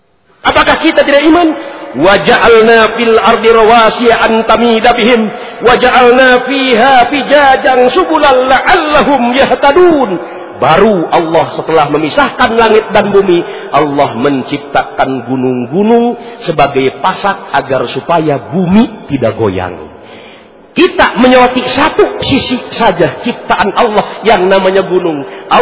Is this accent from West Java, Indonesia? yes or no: yes; Tasikmalaya, West Java, Indonesia; Saya asli orang Tasikmalaya.